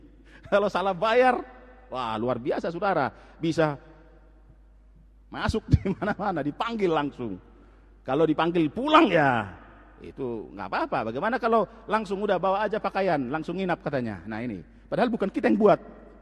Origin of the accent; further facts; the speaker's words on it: North Sumatra, Indonesia; Nah kalau orang kita orang Tapanuli kan